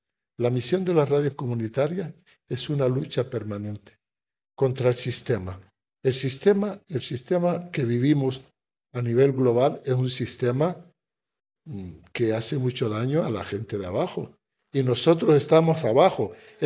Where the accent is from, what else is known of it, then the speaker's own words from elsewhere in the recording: Western Sahara; utilizo también esto de que soy saharaui, no soy un periodista extranjero que estoy hablando de mi causa